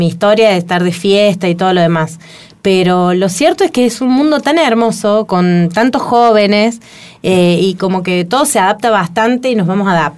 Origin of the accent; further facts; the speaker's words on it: James Craig, Córdoba, Argentina; Entonces James Craig es mi pueblo, que es donde me crié, donde pasé toda mi infancia.